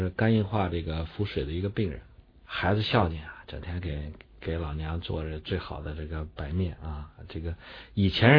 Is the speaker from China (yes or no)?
yes; Datong, Shanxi, China; 你像我们老家山西大同那儿呢，一般到阳历这个八月份才收割